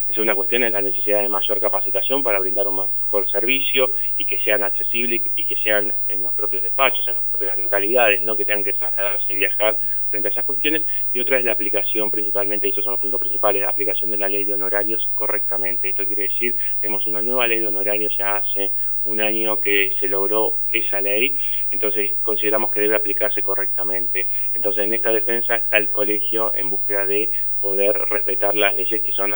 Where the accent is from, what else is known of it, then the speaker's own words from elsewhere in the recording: Tandil, Buenos Aires Province, Argentina; la cantidad de ciudadanos que somos de Tandil